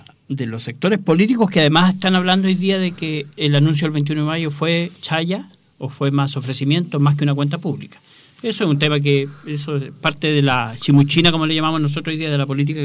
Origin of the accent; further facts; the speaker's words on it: Hualpencillo, Biobío, Chile; yo soy de Hualpencillo, estuve en un grupo de teatro